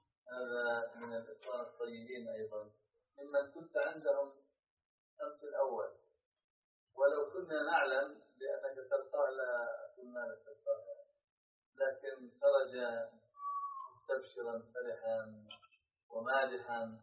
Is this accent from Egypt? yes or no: no; Ghana; من غانا طلاب العلم في الجامعة الأردنية